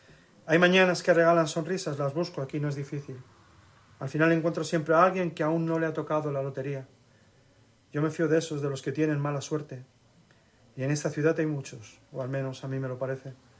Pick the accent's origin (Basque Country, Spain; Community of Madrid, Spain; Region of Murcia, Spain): Community of Madrid, Spain; Madrid; Mi ciudad es Madrid, mi pueblo es Madrid, aunque yo me siento más asturiano y almeriense que madrileño.